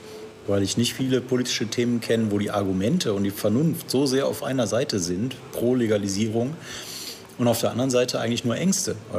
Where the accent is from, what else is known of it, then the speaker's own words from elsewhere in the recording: Remscheid, North Rhine-Westphalia, Germany; bei den Grünen damals in Remscheid, meiner Heimatstadt.